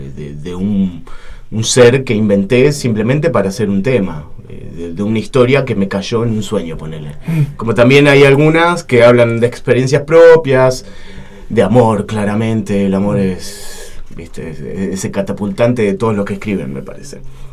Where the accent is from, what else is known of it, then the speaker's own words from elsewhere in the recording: Buenos Aires Province, Argentina; viví tiempo en Capital. Pero soy de Zona Sur, ahora estoy nuevamente en Zona